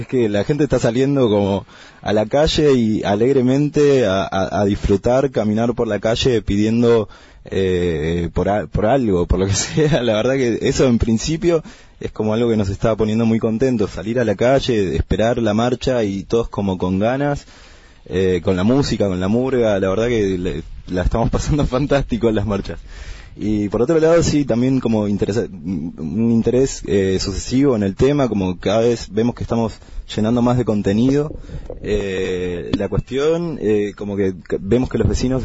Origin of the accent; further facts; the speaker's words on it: Bariloche, Río Negro, Argentina; Y yo soy de Bariloche, vecino de Bariloche